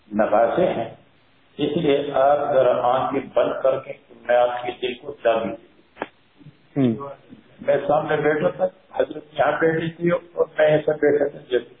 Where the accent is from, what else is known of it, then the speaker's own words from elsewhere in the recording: Mardan, Khyber Pakhtunkhwa, Pakistan; میں نے کہا میں مردان کا رہنے والا ہوں. اس زمانے میں مردان ہماری ہمارا ضلع.